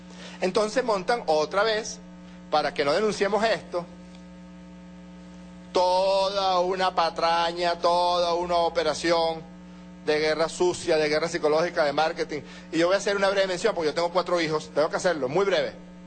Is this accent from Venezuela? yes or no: yes; Venezuela; como ciudadano venezolano que soy, con cuatro hijos